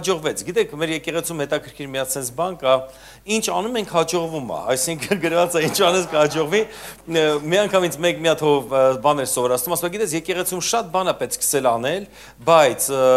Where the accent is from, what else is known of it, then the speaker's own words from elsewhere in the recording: Armenia; բացի ինձանից, որ ես Հայաստանից եմ եկել